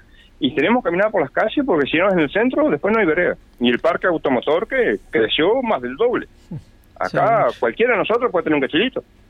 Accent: Paso de los Toros, Tacuarembó, Uruguay; moved away; Paso de los Toros.

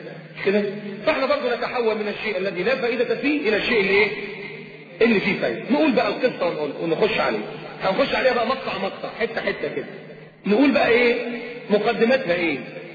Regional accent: Alexandria, Alexandria Governorate, Egypt; وتروح التراب عندنا في اسكندريه

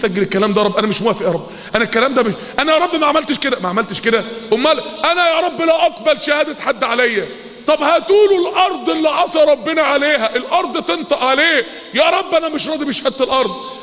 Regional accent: Mansoura, Dakahlia, Egypt; افتكر يا اخواني وانا طفل صغير زمان، معرفش بقى من سنين طويلة قد ايه، وانا طفل صغير كان في المنصورة في اتوبيسات كده

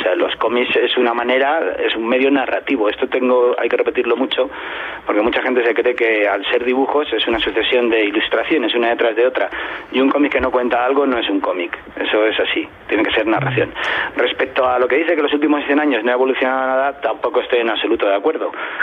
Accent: Madrid, Community of Madrid, Spain; En mi adolescencia en Madrid, cuando iba en el metro, que ibas con 18 años

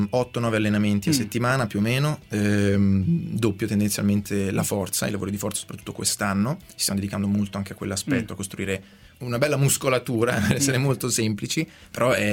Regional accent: Saronno, Lombardy, Italy; ogni tanto ritorno a Saronno, la mia città natale, dove mi alleno

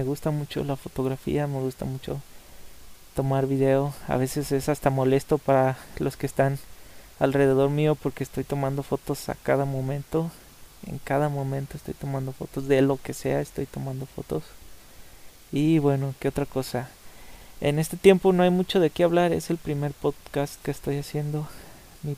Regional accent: Guadalajara, Jalisco, Mexico; Guadalajara se encuentra en el estado de Jalisco de la República Mexicana. Y bueno, el gentilicio de los que somos de Guadalajara es tapatío. Soy tapatío o jalisquillo, como quieras decirme.

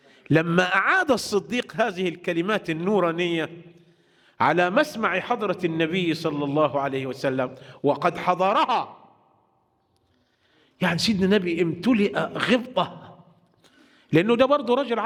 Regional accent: Egypt; هو عندنا في مصر

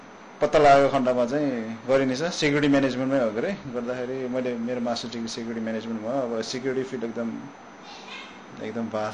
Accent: Pokhara, Gandaki Province, Nepal; म पोखरामै हुर्केँ तर पोखराबाट त्यहाँदेखि नै अन्नपूर्ण र माछा पुछ्रे जहिले त्यहाँ हाम्रै घर अगाडि

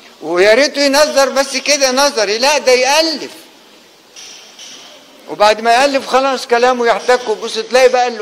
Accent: Egypt; أنا رجل من الريف، لم يكن صوت التعليم في الريف مفضلا ولا محبذا، وإنما كان من يزرع الأرض ويزرعها لمين؟ يزرع القطن، عشان الإنجليز تحملوا من أول أسوان لغاية مصر وتوديه بريطانيا

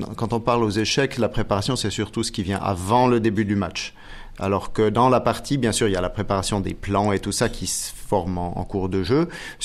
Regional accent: Biel, Bern, Switzerland; born there; je suis suisse, né en Suisse à Bienne, j'ai 43 ans.

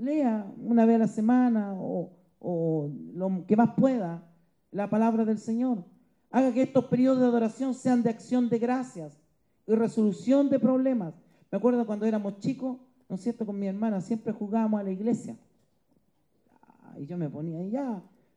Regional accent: Antofagasta, Chile; born there; Me acuerdo que yo nací en Antofagasta

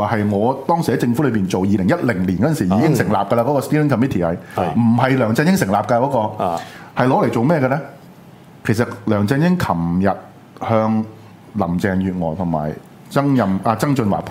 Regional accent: Guangdong, China; 因为我哋广东人系唔会用呢啲笔名嘅

